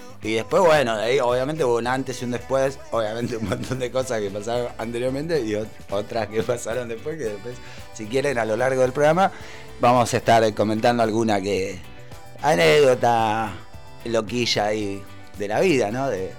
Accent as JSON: {"language": "Spanish", "town": "Isidro Casanova", "region": "Buenos Aires Province", "country": "Argentina", "tie": "born or raised there", "also_born_or_lived": "Rafael Castillo", "said": "nací en el capital, en Parque Patricios. Después, bueno, la circunstancia de la vida, vivimos como... Solo vivíamos en el sur, en zona oeste. Rafael Castillo, primero que yo no me acuerdo porque era bebé, pequeño. Y después Isidro Casanova, ahí sí me acuerdo porque fue hasta los 8 o 9 años."}